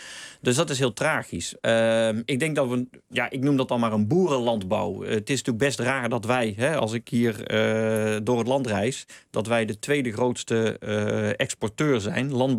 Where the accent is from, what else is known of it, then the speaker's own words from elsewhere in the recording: Hilvarenbeek, North Brabant, Netherlands; Ja, ik kom uit Hilvarenbeek oorspronkelijk. Dus ik heb ook altijd in Tilburg op school gezeten.